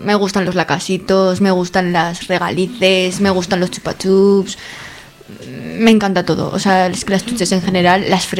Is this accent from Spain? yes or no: yes; Pinsoro, Aragon, Spain; also born or lived in Zaragoza; A ver, pues yo realmente no soy de Zaragoza, soy de un pueblo de Gea los Caballeros, se llama Pinsoro, que no sé si lo conoceréis. Las Cinco Villas.